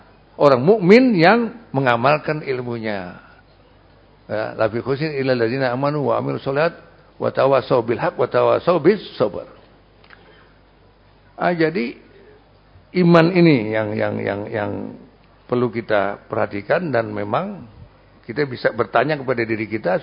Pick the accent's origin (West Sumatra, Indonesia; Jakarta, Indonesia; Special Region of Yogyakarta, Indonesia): Jakarta, Indonesia; Bukan orang Betawi ya, saya Betawi.